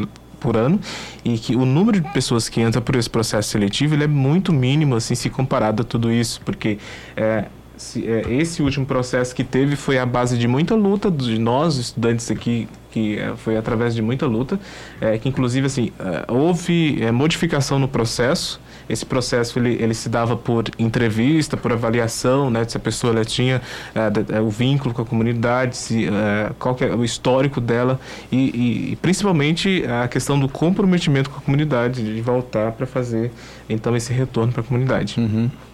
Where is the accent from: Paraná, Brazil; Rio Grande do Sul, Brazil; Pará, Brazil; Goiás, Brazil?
Goiás, Brazil; Eu sou de Goiás, do centro-oeste do país